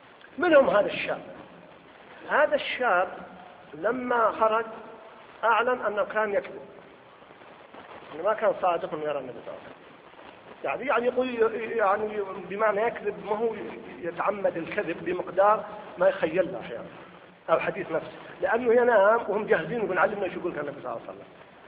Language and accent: Arabic; Mecca, Makkah Province, Saudi Arabia; واحد فقط عندنا في مكة أربعة كلهم يدعون المهدي